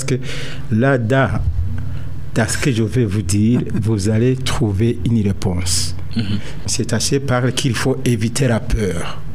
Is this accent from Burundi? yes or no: yes; Burundi; Je suis Burundais, je vais où je peux aller où, n'importe où.